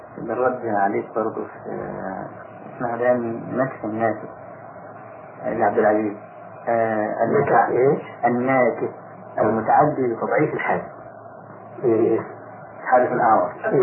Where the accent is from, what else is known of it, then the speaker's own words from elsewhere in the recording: Egypt; طلعت حديثا من عندنا في مصر